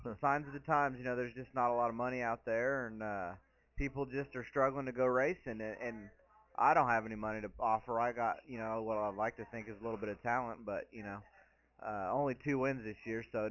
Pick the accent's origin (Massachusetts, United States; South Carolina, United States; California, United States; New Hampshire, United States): California, United States; it's okay because I'm from California, so they could say, oh, it's a California thing.